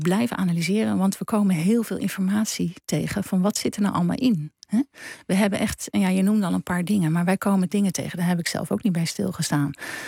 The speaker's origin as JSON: {"language": "Dutch", "town": "Leiden", "region": "South Holland", "country": "Netherlands", "said": "ik kom uit Leiden en daar hadden we 3 oktober."}